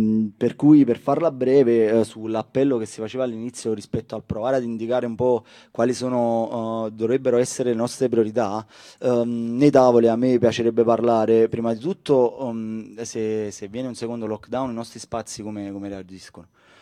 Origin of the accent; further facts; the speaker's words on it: Casoria, Campania, Italy; vengo da Casoria, un comune nell'area nord di Napoli.